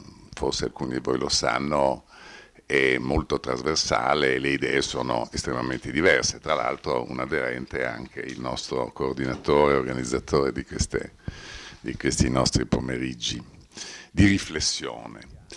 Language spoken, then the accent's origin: Italian; Trentino-Alto Adige, Italy; io sono cresciuto in Alto Adige conoscendo anche i dialetti. Io ho fatto la prima elementare a Siusi e parlavo il dialetto dell'altopiano di Siusi. Poi ho lavorato tantissimi anni a Caldaro e dovevo parlare il dialetto di Caldaro